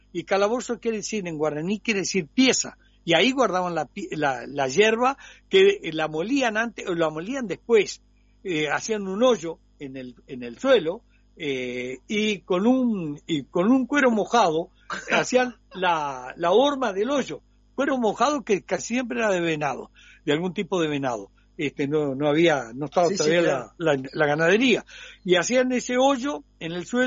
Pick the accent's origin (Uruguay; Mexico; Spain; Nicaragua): Uruguay; somos chiquitos, tenemos 3,5 millones de habitantes, somos un barrio de Avellaneda.